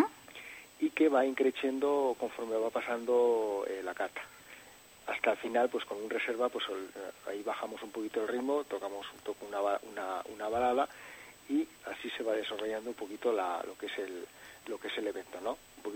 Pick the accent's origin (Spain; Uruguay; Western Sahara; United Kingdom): Spain; Catalonia; born there; Bueno, yo nací en Cataluña, ¿no? Mi padre es navarro